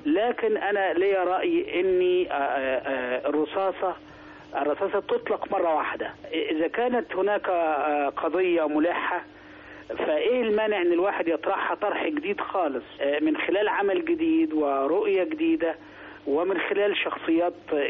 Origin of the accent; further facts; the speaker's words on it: Sharqia Governorate, Egypt; لا انا حضرتك انا في الاصل قروي.